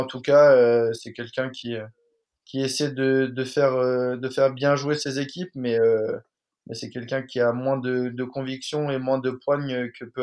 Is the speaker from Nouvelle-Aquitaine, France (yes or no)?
yes; La Rochelle, Nouvelle-Aquitaine, France; now in Brest, France; on est de La Rochelle, l'île d'Oléron, l'île de Ré. On est né là-bas